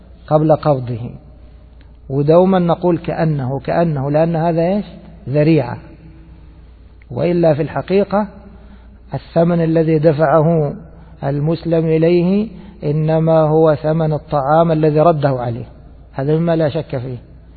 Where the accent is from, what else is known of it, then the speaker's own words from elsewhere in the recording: Egypt; كما هو المتعارف عليه في بلادنا مصر